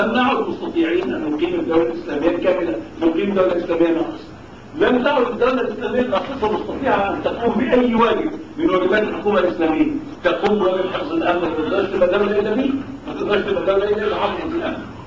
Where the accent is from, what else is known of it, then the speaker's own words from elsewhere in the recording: Egypt; وكان في عندنا في مصر بعد كده سنتين